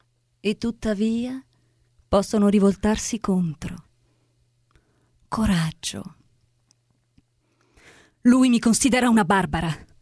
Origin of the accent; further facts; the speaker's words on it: Vicenza, Veneto, Italy; Io sono di Vicenza.